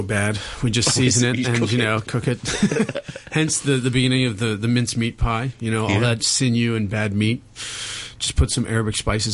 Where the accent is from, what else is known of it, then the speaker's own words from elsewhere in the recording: Louisiana, United States; Oh, I'm from Louisiana. I grew up with I came out of the womb with an oyster shucker in my hand.